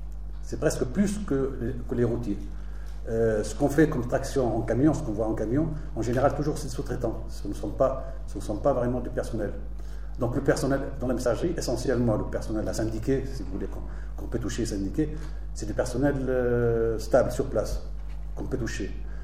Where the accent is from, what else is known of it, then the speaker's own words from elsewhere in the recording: Tunisia; now in France; Donc, moi, je viens de Tunisie.